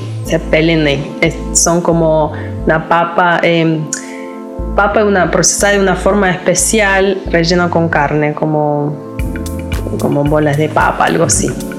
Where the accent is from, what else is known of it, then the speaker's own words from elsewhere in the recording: Lithuania; first language Lithuanian; Spanish is a second language; Pero no manejo el idioma 100% como manejo el lituano. Y extraño hablar en lituano, extraño jugar con el idioma. Extraño, bueno, mi familia, mi tierra